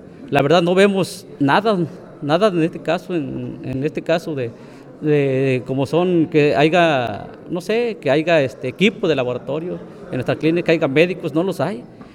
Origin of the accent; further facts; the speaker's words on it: Limontitla, Veracruz, Mexico; vengo de la comunidad de Limontitla, perteneciente a los bienes comunales de Tocotitla, del municipio de Chicontepec.